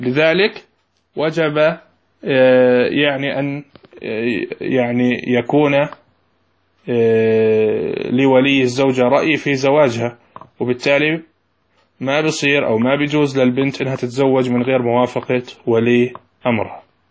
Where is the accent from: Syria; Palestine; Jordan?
Jordan; إحنا في أعرافنا يا شباب عندنا في الأردن